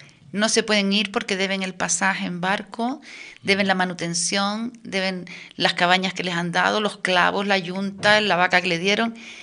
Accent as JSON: {"language": "Spanish", "country": "Western Sahara", "tie": "born or raised there", "said": "Mi infancia en el Sahara, además, me ha dado las claves para entender las relaciones entre canarios y saharauis."}